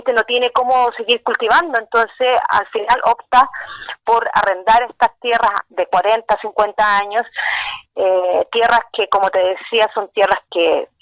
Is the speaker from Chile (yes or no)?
yes; Paine, Santiago Metropolitan Region, Chile; soy de Paine, soy de la comuna de Paine